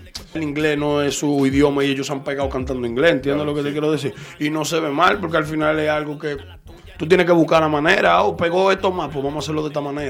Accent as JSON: {"language": "Spanish", "town": "Madrid", "region": "Community of Madrid", "country": "Spain", "tie": "born there", "said": "yo soy nacido en Madrid, de madre vasca y de padre dominicano."}